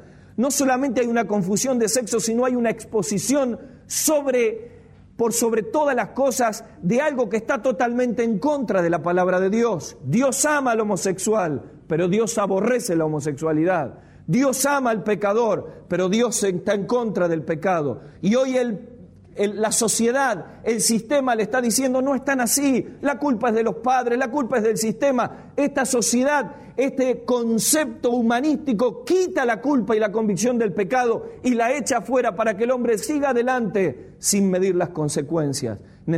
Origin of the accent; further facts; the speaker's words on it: Argentina; qué progresismo, qué progre que somos los argentinos